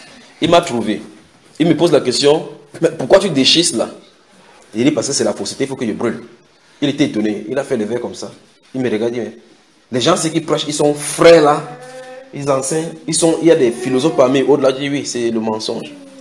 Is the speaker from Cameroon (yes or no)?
yes; Cameroon; Chez nous au Cameroun, chaque fois on travaille, on voit, on dit, je suis dans l'obscurité, on peut faire autrement.